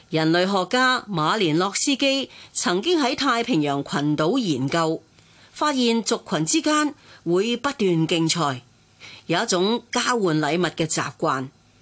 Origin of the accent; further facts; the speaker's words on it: Hong Kong; 哦，即係我哋香港人都有做噶啦，大家 A A 制嚇。